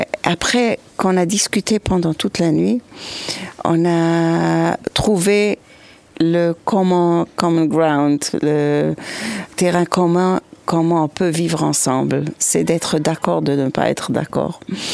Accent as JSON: {"language": "French", "country": "Switzerland", "tie": "born or raised there", "lives_now": "Israel", "said": "je résous mon problème de minorité que je connaissais quand j'ai grandi en Suisse comme minorité."}